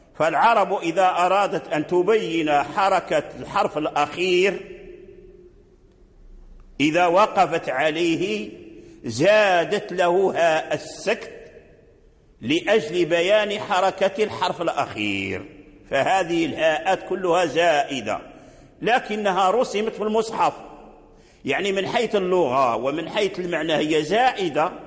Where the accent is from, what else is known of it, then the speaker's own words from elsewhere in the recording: Morocco; إلا أننا نحن في المغرب نقرأ بوجه الإسكان